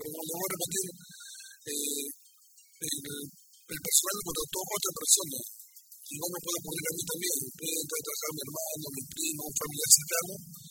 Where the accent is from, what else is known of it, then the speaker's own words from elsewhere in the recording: Carmen de la Legua, Callao, Peru; born there; yo nací en Carmen de la Legua